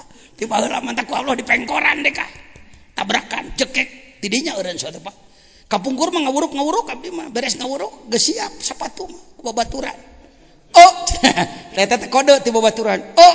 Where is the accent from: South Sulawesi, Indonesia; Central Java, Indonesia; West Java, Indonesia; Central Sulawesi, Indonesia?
West Java, Indonesia; Sukabumi; Nah, saya dari Sukabumi